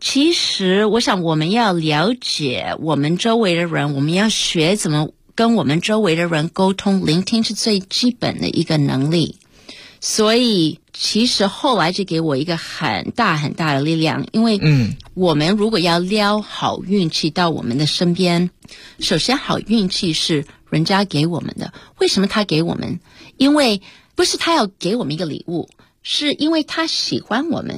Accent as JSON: {"language": "Chinese", "country": "United States", "tie": "born or raised there", "said": "我小时候因为我们在美国长大，我是1969年出生的，所以我在也许1970年代在美国长大的时候，我是一个当时在美国的中国人是一个非常小的少数民族。"}